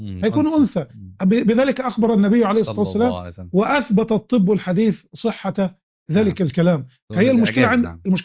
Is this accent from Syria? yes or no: no; Egypt; خاصه مثلا عندنا في مصر في بعض الريف الصعيد